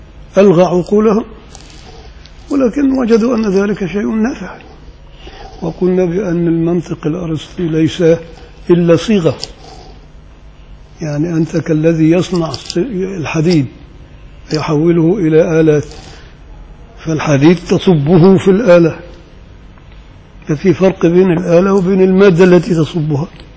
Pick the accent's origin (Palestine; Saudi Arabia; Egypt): Egypt; Upper Egypt; يعني حتى عندنا في الريف في الصعيد يعني لا يذبح كل واحد